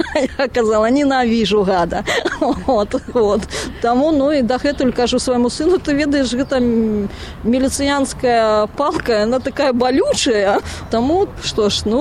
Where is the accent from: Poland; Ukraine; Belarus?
Belarus; Krychaw, Mogilev Region; born there; сама я нарадзілася ў Крычаве, Магілёўскай вобласці, і ганарушыся сваім месцам, таму што там пачыналася паўстанне Васіля Вашчыла, і